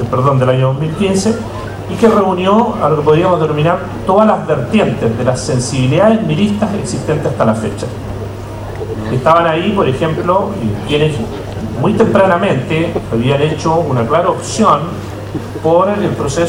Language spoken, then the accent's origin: Spanish; Los Vilos, Coquimbo, Chile; also born or lived in Illapel; yo soy nacido en la región, nací en Illapel hace ya bastante tiempo, y siempre digo que no me formé, sino que me deformé en los vilos.